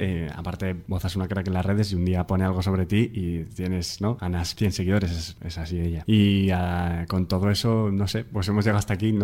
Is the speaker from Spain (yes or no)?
yes; Gijón, Asturias, Spain; now in Madrid, Spain; es un poco de donde vengo también y tiene todo que ver, yo creo.